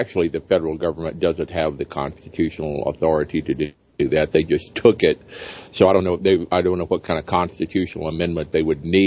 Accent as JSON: {"language": "English", "region": "Alabama", "country": "United States", "tie": "born or raised there", "said": "All of those are being overturned despite sometimes fierce resistance in states like my home state of Alabama."}